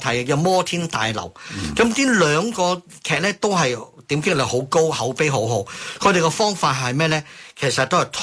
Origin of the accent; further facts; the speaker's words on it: Hong Kong; 到咗我哋香港人都有睇日本片、日本劇集嘅習慣